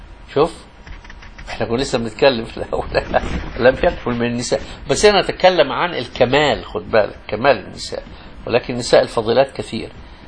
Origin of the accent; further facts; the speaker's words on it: Egypt; يسموه الخضر عندنا في مصر